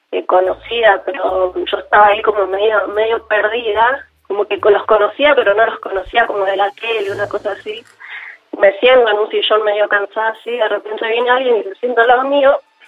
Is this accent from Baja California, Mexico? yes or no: yes; Mexicali, Baja California, Mexico; yo soy de Mexicali